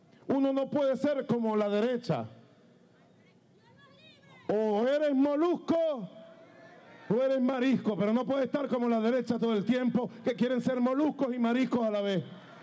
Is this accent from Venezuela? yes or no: yes; Venezuela; Somos esperanza de Bolívar, de Chávez, de los libertadores.